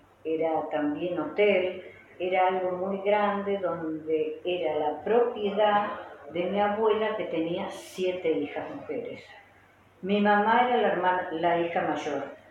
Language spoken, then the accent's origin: Spanish; Paraná, Entre Ríos, Argentina; born there; Bueno, bueno, yo nací en Paraná, Entre Ríos.